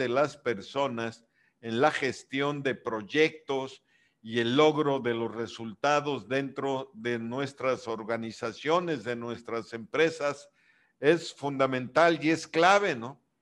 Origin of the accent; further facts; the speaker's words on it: Yucatán, Mexico; el trabajo en equipo como yucatecos